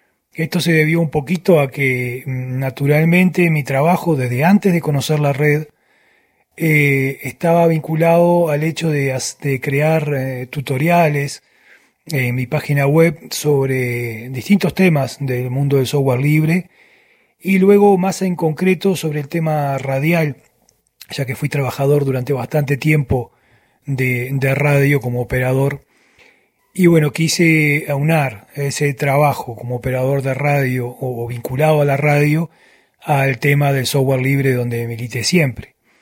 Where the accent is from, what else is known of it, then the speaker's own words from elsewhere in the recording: Uruguay; moved away as an adult; now in Venezuela; soy un uruguayo viviendo hace tiempo, ya hace unos años, en Venezuela.